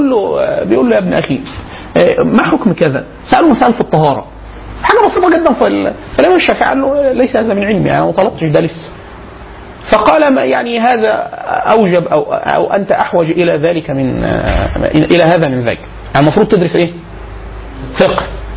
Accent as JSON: {"language": "Arabic", "region": "Upper Egypt", "country": "Egypt", "said": "كانت عندنا في الصعيد"}